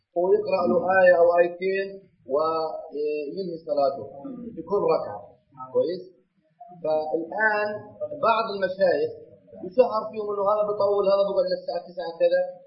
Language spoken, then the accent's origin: Arabic; Egypt; عندنا في مصر يصلون صلاة الفجر بعد الأذان بحوالي 5 دقائق أو أقل